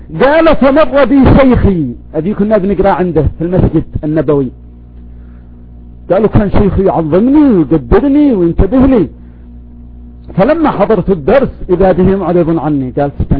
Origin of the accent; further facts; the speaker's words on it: Yemen; صار يعلق ساحبه ويعدمه في الخشبة عندنا في اليمن